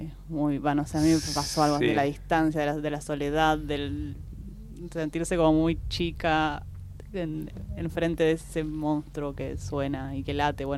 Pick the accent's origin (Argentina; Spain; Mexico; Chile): Argentina; es parte de nuestro patrimonio como argentinos, ¿no?